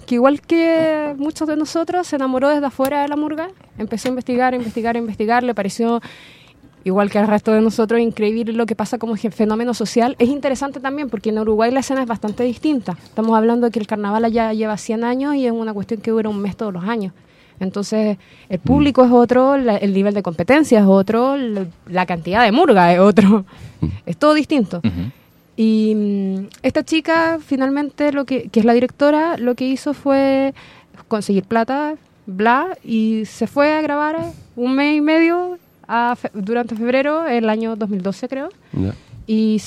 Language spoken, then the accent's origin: Spanish; Chile; igual como a mí me pasa de que yo soy chilena